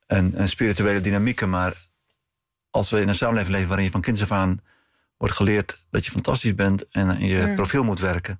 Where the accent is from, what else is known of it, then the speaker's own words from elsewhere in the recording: Netherlands; Om echt onder ogen te zien dat wij als Nederlanders met dit land... niet aan de goede kant van de geschiedenis stonden.